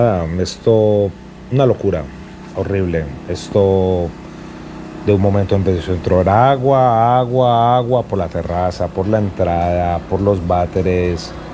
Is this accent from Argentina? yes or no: no; Colombia; saben que soy colombiano